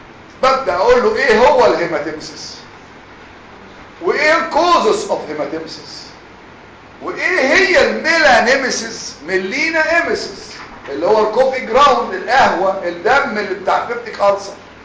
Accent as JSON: {"language": "Arabic", "country": "Egypt", "said": "بالرغم احسن ناس عندنا في مصر"}